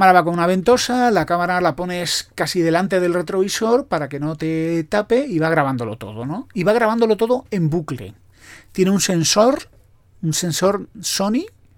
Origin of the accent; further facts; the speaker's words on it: Spain; Que luego los españoles son muy mentirosos. Iba a decir somos, yo intento no serlo.